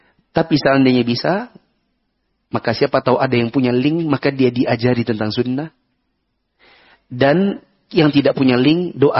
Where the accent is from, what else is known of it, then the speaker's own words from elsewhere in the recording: East Kalimantan, Indonesia; Maaf, saya dari Kalimantan Timur.